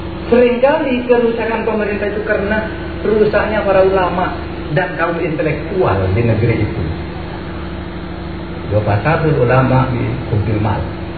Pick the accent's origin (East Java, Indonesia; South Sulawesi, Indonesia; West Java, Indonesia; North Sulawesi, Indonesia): East Java, Indonesia; Waru; born there; Saya itu lahir di Madura, di sebuah desa terpencil namanya Desa Waru.